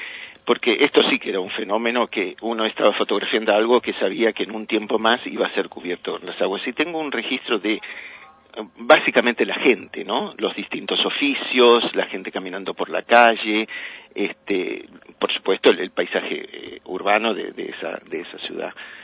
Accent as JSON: {"language": "Spanish", "region": "Buenos Aires", "country": "Argentina", "tie": "born there", "said": "Bueno, nací en Anchorena, entre Tucumán y Celaya."}